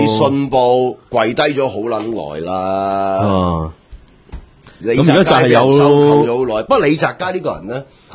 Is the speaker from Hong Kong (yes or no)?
yes; Hong Kong